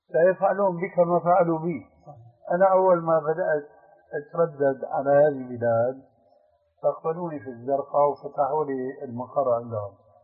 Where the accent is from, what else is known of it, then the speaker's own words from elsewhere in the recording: Syria; كما يقولون عندنا في سوريا